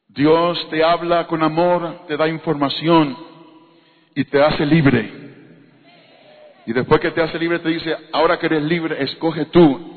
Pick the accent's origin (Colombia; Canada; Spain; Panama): Panama; born there; Yo nací en Panamá. Nosotros fuimos criados en la iglesia.